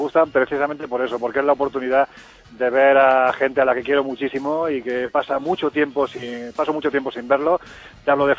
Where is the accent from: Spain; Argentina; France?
Spain; Villanueva del Arzobispo, Andalusia; Me vengo para Jaén, ya lo sabéis, me vengo con mi familia, a mi pueblo, Villanueva del Arzobispo, que es un pueblo muy bonito